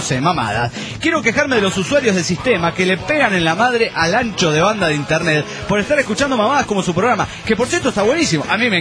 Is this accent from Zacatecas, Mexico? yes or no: no; Coahuila, Mexico; No, porque yo vengo de Coahuila y ahí está muy chido todo